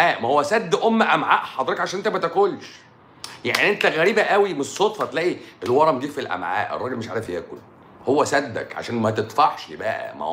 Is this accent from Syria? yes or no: yes; Syria